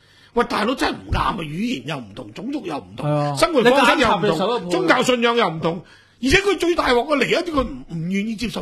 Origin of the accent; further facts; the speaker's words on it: Macau; 我真係每次過關就咁侮辱我哋都澳門人